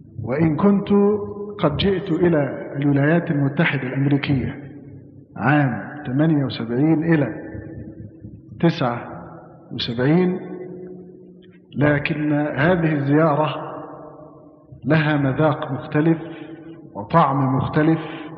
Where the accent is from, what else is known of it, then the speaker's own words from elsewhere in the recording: Damietta, Damietta Governorate, Egypt; now in Asyut, Egypt; من مواليد عام 43، من مدينة دمياط، لكن الإقامة في أسيوط.